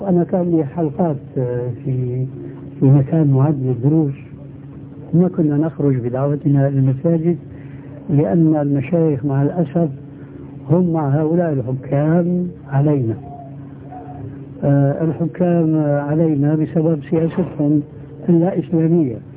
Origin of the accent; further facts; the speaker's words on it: Syria; إما كما يقولون عندنا في سوريا يسند الحيطان